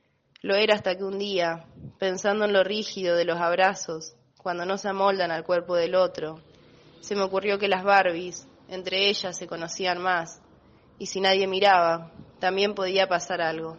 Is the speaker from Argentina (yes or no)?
yes; Santa Fe, Argentina; de Santa Fe.